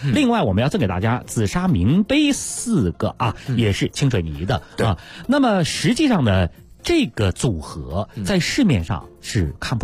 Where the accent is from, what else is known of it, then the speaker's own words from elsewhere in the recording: Beijing, China; 这个咱们北京人呢爱把玩呐